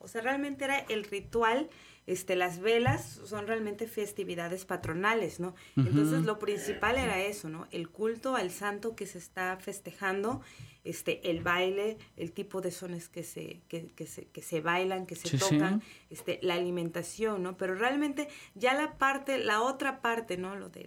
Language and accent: Spanish; Oaxaca, Mexico; pues yo soy del Istmo.